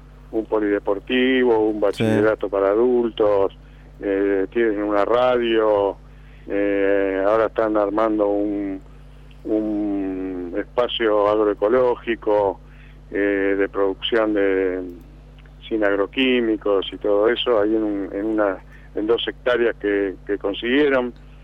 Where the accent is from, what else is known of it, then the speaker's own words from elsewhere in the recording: Lanús, Buenos Aires Province, Argentina; yo soy de Lanús, siempre he andado por la zona